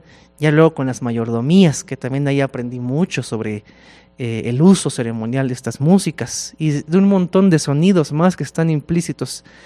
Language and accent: Spanish; Coahuila, Mexico; yo llegué desde Coahuila, desde el norte de México, y yo llego como estudiante de música occidental, académica